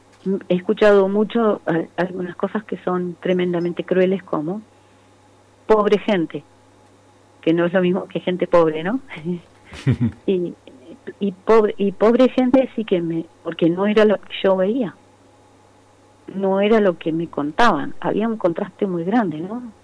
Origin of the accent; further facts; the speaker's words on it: Esquel, Chubut, Argentina; moved away as an adult; Pero yo vengo de Esquel.